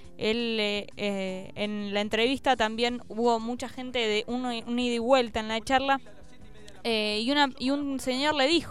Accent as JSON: {"language": "Spanish", "country": "Argentina", "said": "Esa cosa que tenemos, por lo menos los argentinos, que yo es lo que puedo ver en mi país"}